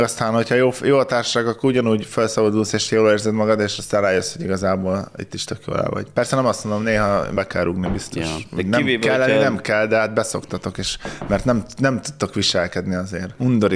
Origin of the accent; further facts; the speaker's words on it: Tapolca, Veszprém County, Hungary; ilyen kicsit ilyen kézműves, ami tapolcai volt, szülőhazámé.